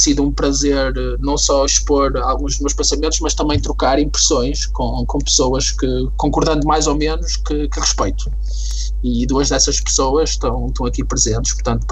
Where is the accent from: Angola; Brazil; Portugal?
Portugal; Porto; sou português, sou do Porto.